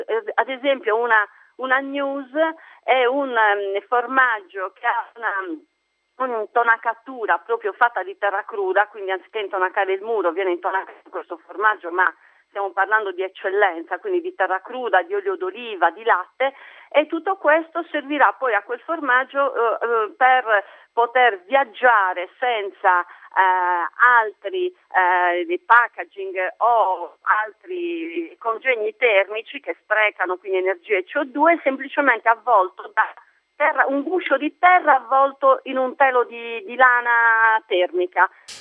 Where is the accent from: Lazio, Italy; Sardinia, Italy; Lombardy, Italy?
Sardinia, Italy; chiaramente siamo sardi dignitosi, ma anche voglia di sentirci italiani